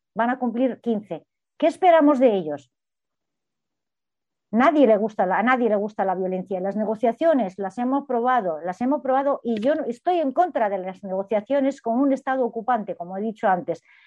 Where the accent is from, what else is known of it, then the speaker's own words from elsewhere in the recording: Gaza, Gaza Strip, Palestine; Yo soy de Gaza, de la franja de Gaza, donde gobierna Hamás. Tengo a mi familia, tengo a mi hermana, a mis primas, las tengo ahí.